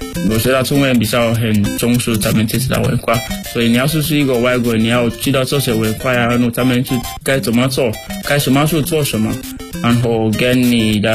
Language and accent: Chinese; Sierra Leone; Chinese is a second language; now in China; 我来自塞拉利昂，然后我在中国传媒大学已经3年多了，我学习汉语，就是我的专业是国际汉语教育